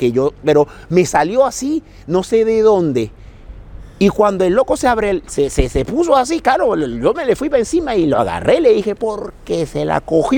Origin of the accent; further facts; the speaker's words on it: Caracas, Capital District, Venezuela; moved away as an adult; now in Barcelona, Spain; soy de Venezuela, de Caracas, de un barrio que se llama Caricuao, y vivo aquí en Barcelona desde el año 2002.